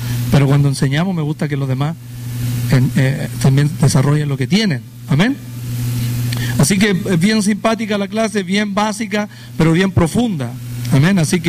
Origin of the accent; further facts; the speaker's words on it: Chile; now in United States; para los que no me conocen. Vengo de la República de Chile y tenemos un tiempo largo ya en Estados Unidos.